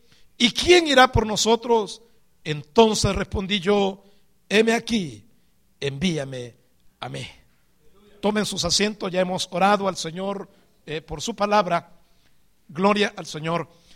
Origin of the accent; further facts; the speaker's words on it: El Salvador; Vengo desde El Salvador, de una comunidad muy pequeña.